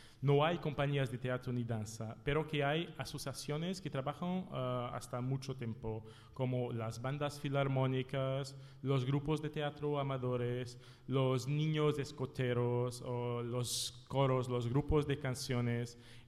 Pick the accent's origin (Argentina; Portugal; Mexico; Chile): Portugal; Minde, Santarém District; Spanish is a second language; llegamos al centro en mi pueblo. En la realidad, los centros del festival es una pequeña, no es ciudad, ¿cómo se llama? Es un pueblo, sí, que tiene 4.000 habitantes. Es esta ciudad, Minde